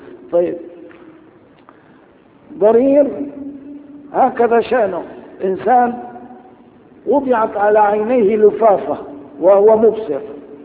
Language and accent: Arabic; Damascus, Damascus Governorate, Syria; عدت إلى بلدي دمشق مثل هذا اليوم تقريبا